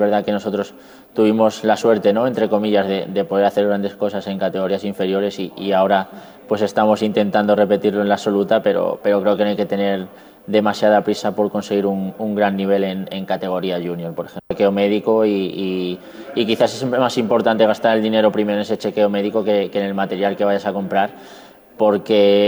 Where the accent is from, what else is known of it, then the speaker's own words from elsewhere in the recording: Spain; Somos los españoles los que podemos comer antes de la prueba con el mejor triatleta de la historia